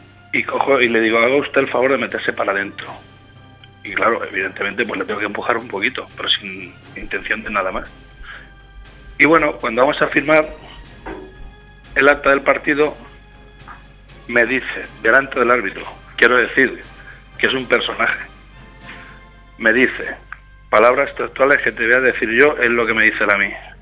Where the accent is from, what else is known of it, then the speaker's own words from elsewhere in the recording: Casas Ibáñez, Castilla-La Mancha, Spain; yo hablo de mi equipo, hablo de mi pueblo. Nosotros aquí somos bastante pacíficos.